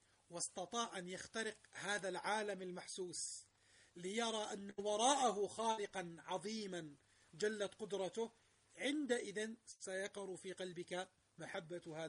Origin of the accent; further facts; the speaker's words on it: Jordan; تنزل الناس عندنا في الأردن على البتراء